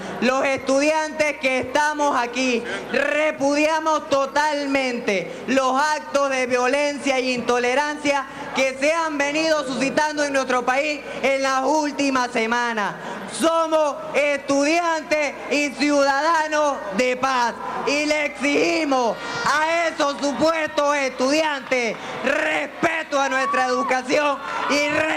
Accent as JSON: {"language": "Spanish", "town": "Cabimas", "region": "Zulia", "country": "Venezuela", "tie": "born there", "said": "Nací en Cabimas, pero hoy vengo representando a la tierra del comandante Chávez, al estado Barinas."}